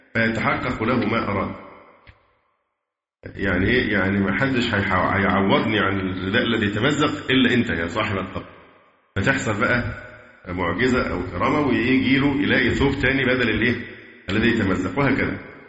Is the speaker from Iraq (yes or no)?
no; Egypt; برضو المشاكل اللي عندنا في مصر في موضوع الأضرحة